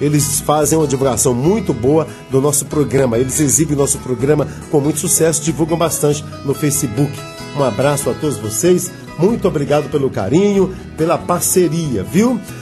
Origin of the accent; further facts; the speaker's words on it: Unaí, Minas Gerais, Brazil; Meu amigo DJ Henrique Fernandes, de Unaí, Estadão de Minas Gerais, minha terra natal